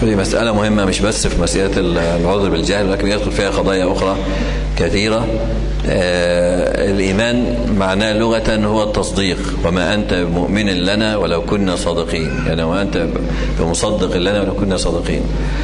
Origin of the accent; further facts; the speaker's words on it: Egypt; ولكن عندنا في مصر يعني كثير ممن ينتسب إلى العلم